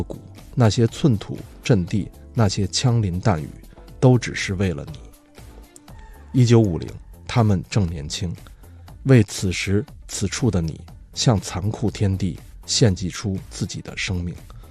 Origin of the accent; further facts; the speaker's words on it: China; 也是觉得我们中国人可能拖不垮打不烂的一个根本原因